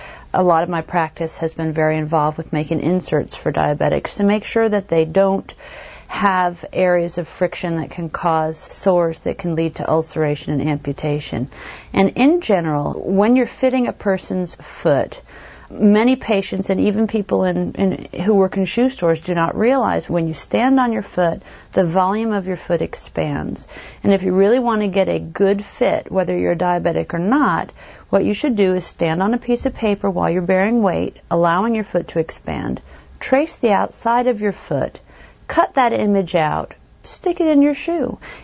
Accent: New York, United States; a very tiny town in upstate New York, which is quite funny because when my patients find out that I'm from New York

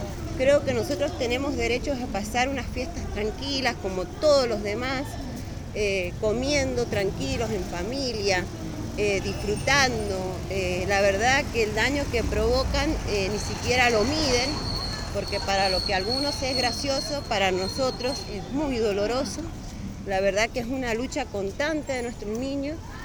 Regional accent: Angaco, San Juan, Argentina; yo soy de Angaco. En Angaco nosotros hemos presentado un proyecto.

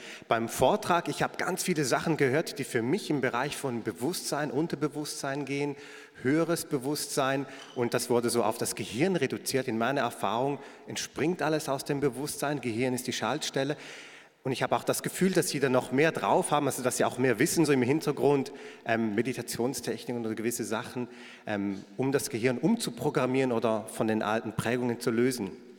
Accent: Switzerland; ich komme aus der Schweiz

